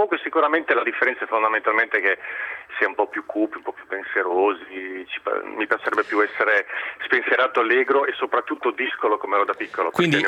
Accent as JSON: {"language": "Italian", "region": "Friuli-Venezia Giulia", "country": "Italy", "said": "io essendo friulano"}